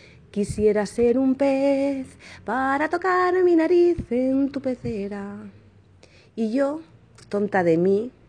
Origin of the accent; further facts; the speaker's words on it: Barcelona, Catalonia, Spain; de Barcelona, España.